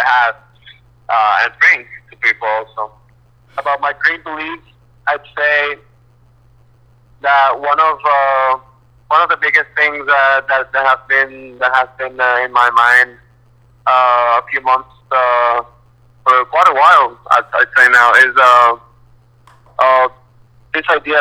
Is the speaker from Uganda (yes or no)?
no; Puerto Rico; I'm planning to move to New York now. I'm from Puerto Rico, but yeah, I'm doing the transition.